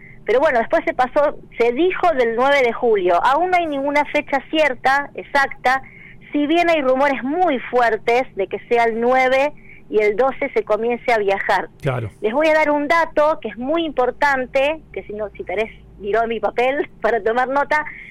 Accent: Rosario, Santa Fe, Argentina; now in Valle Hermoso, Argentina; Sí, yo soy oriunda de Rosario, hace 25 años que vivo en Valle Hermoso.

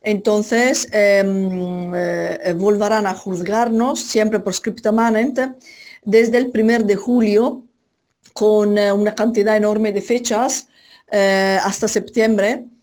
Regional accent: Italy; Spanish is a second language; now in Argentina; Porque como soy italiana y sabían que hemos estado en Italia

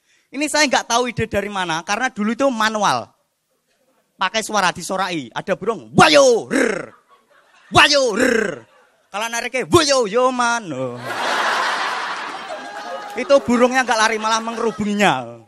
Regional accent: Madiun, East Java, Indonesia; Perkenalkan … dan saya dari Madiun. Dan saya ini anaknya petani teman-teman.

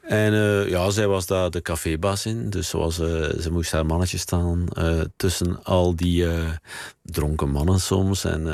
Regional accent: Knesselare, Flanders, Belgium; Mijn opa was volgens mij de eerste socialist van het kleine dorp Kneslaren, waar ik vandaan kom.

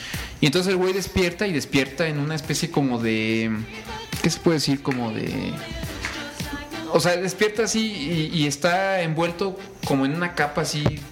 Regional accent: Morelia, Michoacán, Mexico; Bueno, yo soy de Morelia

